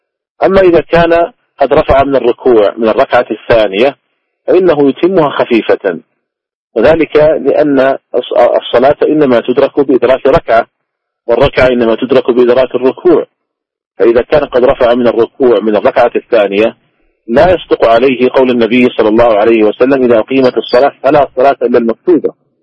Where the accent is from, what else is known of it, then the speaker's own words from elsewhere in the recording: Saudi Arabia; ومثلا عندنا في المملكة العربية السعودية